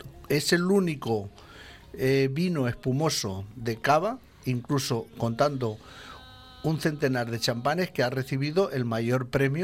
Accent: Valencian Community, Spain; yo deseo y espero alguna vez que nos sintamos los valencianos, españoles en general, con nuestros productos y nuestra calidad también

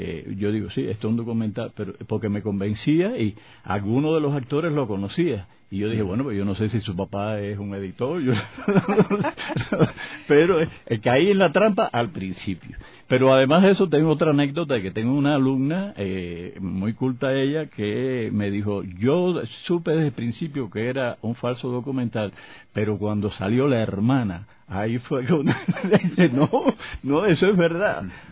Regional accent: Cuba

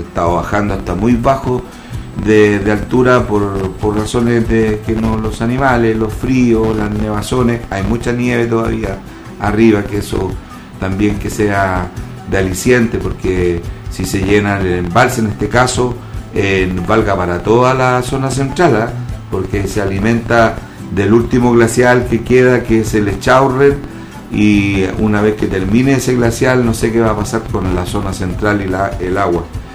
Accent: Chile; Pásenlo bien si somos chilenos, y eso no nos quita nadie.

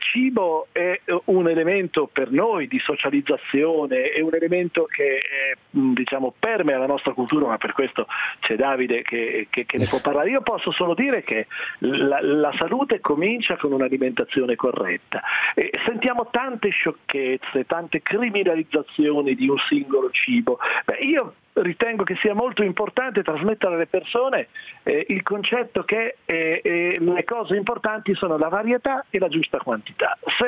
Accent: Fermignano, Marche, Italy; Io sono cresciuto lì in una piccola cittadina che si chiama Fermignano, attaccata a Urbino

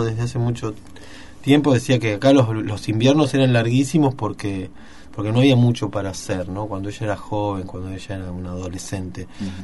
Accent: Mar del Plata, Buenos Aires Province, Argentina; Así como nosotros, los marplatenses, venimos de Buenos Aires, venimos de todo el Río de la Plata.

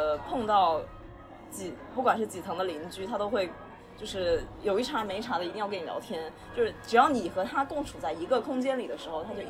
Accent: Anqing, Anhui, China; 就包括我为什么会更喜欢我的家乡安庆，因为它其实也是一座有文化的城市

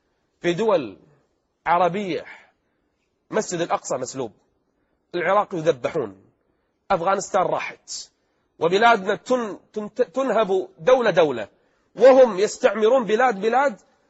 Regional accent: Kuwait; أحد التجمعات السياسية الموجودة عندنا في الكويت

